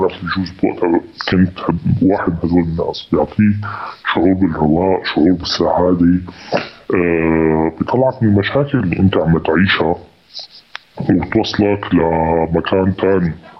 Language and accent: Arabic; Damascus, Damascus Governorate, Syria; moved away as an adult; now in Antakya, Turkey; أنا بالأساس من مدينة بريف حما، بس ولدت وعشت بدمشق. بيتي بدمشق لآخر 2011. بآخر 2011 طلعت على واحدة من الدول العربية. بعدها جيت باتجاه تركيا، جيت على أنطاكيا واستقريت هناك.